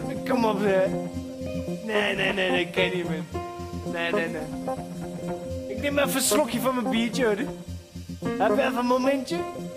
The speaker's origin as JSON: {"language": "Dutch", "town": "Amsterdam", "region": "North Holland", "country": "Netherlands", "said": "Ik ben echt Amsterdammer, joh."}